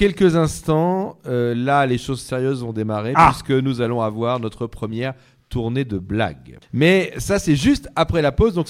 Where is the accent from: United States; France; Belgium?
Belgium; on est très écoutés en Belgique, nous sommes belges.